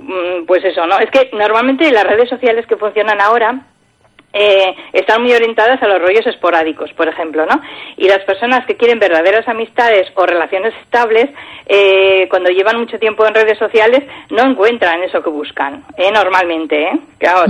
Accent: Pamplona, Navarre, Spain; bueno, yo soy de Pamplona, ¿vale? Por nuestra mentalidad pues igual nos choca un poco el acudir a este tipo de encuentros.

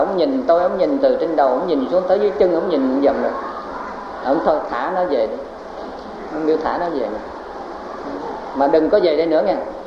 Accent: Cu Chi, Ho Chi Minh City, Vietnam; mà ta đi về quê, tức là quê tôi ở trong chiến khu, tức là ở Củ Chi.

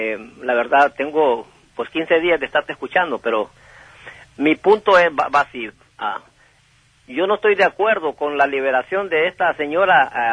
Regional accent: Los Angeles, California, United States; mis padres vinieron, yo soy cuarta generación de aquí, ¿me entiendes? Yo aprendí español aquí en Los Ángeles

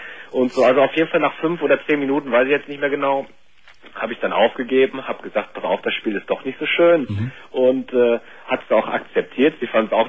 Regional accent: North Rhine-Westphalia, Germany; now in Cologne, Germany; ich komme übrigens auch bei dir aus der Nähe. Ich glaube, du kommst aus Gummersbach. Ich komme da auch so aus der Ecke.

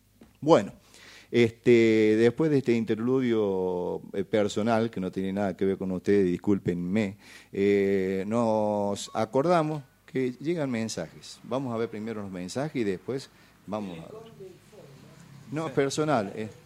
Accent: Los Hornillos, Córdoba, Argentina; un hombre de los antiguos habitantes de mi pueblo, de los Hornillos, vivía cruzando el arroyo.

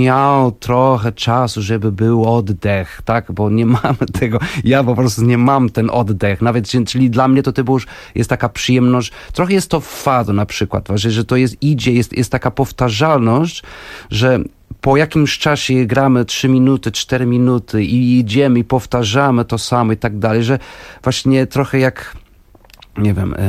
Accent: Porto, Norte, Portugal; Polish is a second language; also born or lived in Wrocław; now in Warsaw, Poland; No w Warszawie jestem od 8 i faktycznie we Wrocławiu mieszkałem 10 lat, bo jestem wrocławianinem z Polski. Jestem wrocławianinem z Porto.

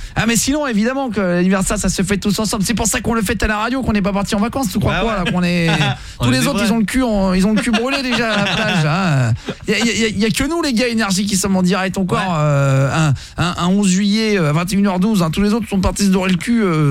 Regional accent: Normandy, France; je suis normand.

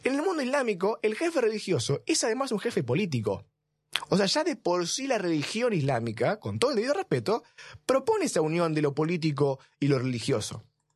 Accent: Argentina; descendiente de inmigrantes, somos todos argentinos

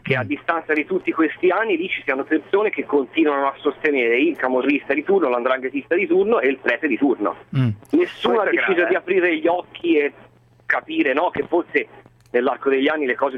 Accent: Turin, Piedmont, Italy; born there; No, io sono nato a Torino.

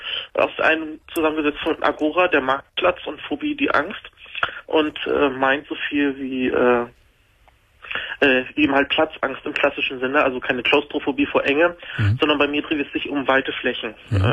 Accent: Bremen area, Germany; Ich komme aus der Nähe von Bremen.

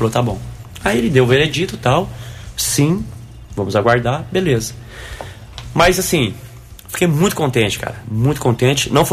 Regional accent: Guaxupé, Minas Gerais, Brazil; Aí, de onde você é? Sou de Guaxupé. Terra boa, hein? Terra do leite.

